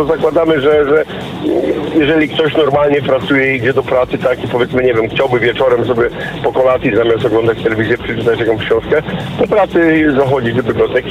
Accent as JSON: {"language": "Polish", "region": "Kuyavian-Pomeranian Voivodeship", "country": "Poland", "moved": "yes", "said": "ja sam pochodzę z małej takiej miejscowości w kujawsko-pomorskim województwie, na pograniczu kujawsko-pomorskiego i wielkopolskiego województwa."}